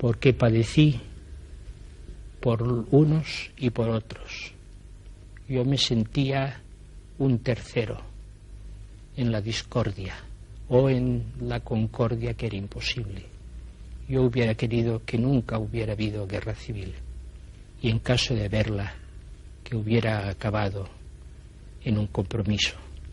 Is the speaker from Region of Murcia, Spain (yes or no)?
no; Catalonia, Spain; first language Catalan; Spanish is a second language; Yo estoy absolutamente dedicado a mi pueblo catalán, a mi nación catalana, a mi lengua y a mi cultura.